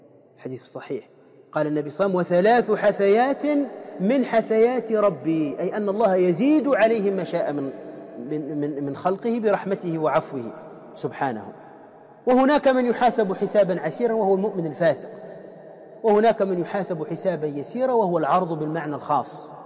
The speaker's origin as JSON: {"language": "Arabic", "country": "Tunisia", "said": "موجودين عندنا في تونس، في شربة"}